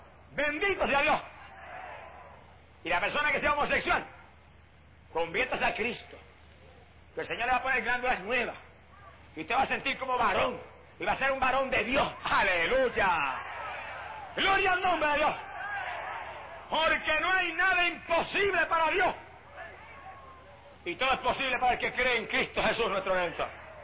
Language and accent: Spanish; Puerto Rico; Y en mi país, en Puerto Rico, es una vergüenza decirlo